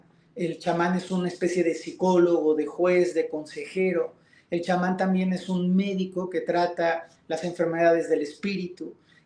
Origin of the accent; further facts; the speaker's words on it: Mexico; En mi país, en México, la mayoría de las veces tiene que ver con un linaje que te heredan tus abuelos, tus padres, miembros de tu familia